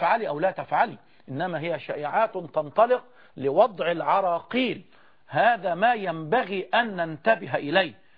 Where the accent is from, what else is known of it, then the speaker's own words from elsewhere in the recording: Egypt; وأن نكون كمصريين بجميع أطيافنا على قلب رجل واحد